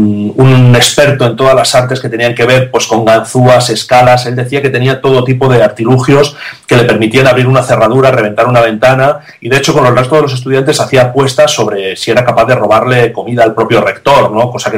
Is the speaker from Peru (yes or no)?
no; Salamanca, Castile and León, Spain; porque yo también soy de Salamanca, ¿no? Como él.